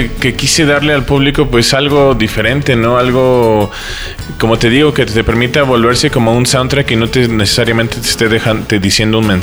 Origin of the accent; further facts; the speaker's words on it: State of Mexico, Mexico; Bueno, crecí en el Estado de México ya de adolescente, ¿no? Que fue donde inicié mi onda musical.